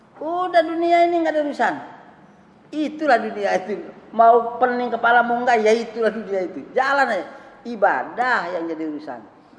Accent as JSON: {"language": "Indonesian", "region": "West Nusa Tenggara", "country": "Indonesia", "said": "Enggak, saya dari Sumbawa sana. Tidak ada niat ke sini nikah."}